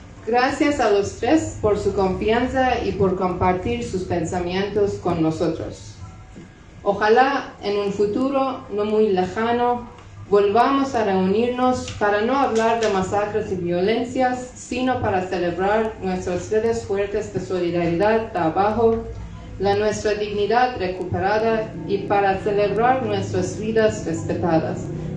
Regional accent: Iran; Spanish is a second language; Soy originalmente de Irán y mi español está aún en progreso

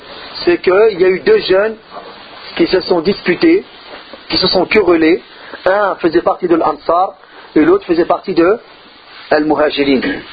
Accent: Marseille, Provence-Alpes-Côte d'Azur, France; On pense que les gens de Marseille sont les meilleurs, parce que je suis Marseillais.

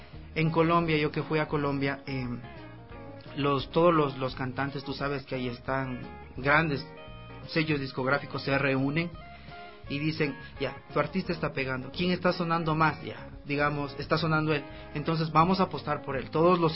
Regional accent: Ecuador; yo soy ecuatoriano y ahorita estoy en la gira de medios

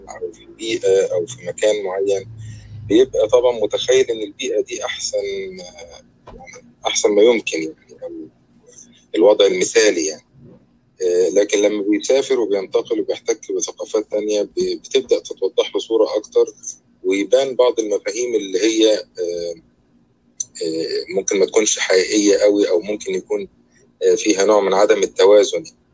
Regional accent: Egypt; moved away; انا ليا تجربه يعني ان انا مقيم برا مصر، يعني ففعلا انا كنت جاي من مصر من 20 سنه

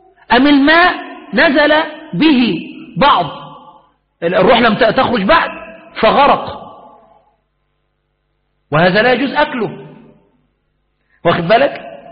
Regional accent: Egypt; وهذا المسألة معروف عندنا في مصر

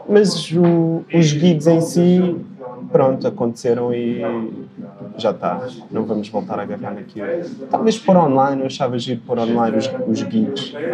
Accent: Estoril, Lisbon, Portugal; now in Lisbon, Portugal; Já, cresci ali no Estoril.

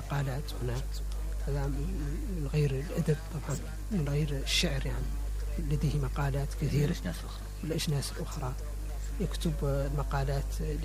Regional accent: Mauritania; أنا ولست فرنسيا ولست أمريكيا ولست خليجيا ولست جزائريا ولا سنغاليا، أنا موريتاني، أمثل نفسي وأمثل بلدي

